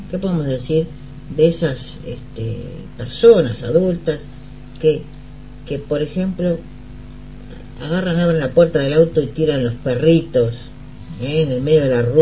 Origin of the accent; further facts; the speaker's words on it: Montevideo, Uruguay; de Punta Carretas.